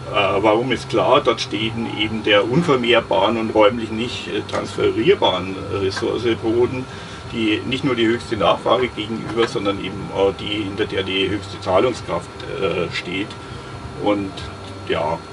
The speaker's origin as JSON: {"language": "German", "region": "Bavaria", "country": "Germany", "said": "In der bayerischen Provinz, da wo ich herkomme, ist der Quadratmeterpreis für 21 Euro."}